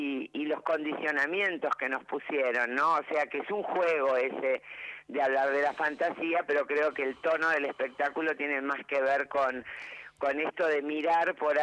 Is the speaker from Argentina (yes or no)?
yes; Buenos Aires, Argentina; also born or lived in Vienna, Austria; Sé que caí a los 3 años cuando volví de Europa, nací en Viena, y el primer lugar que pisé fue el Teatro Maipo.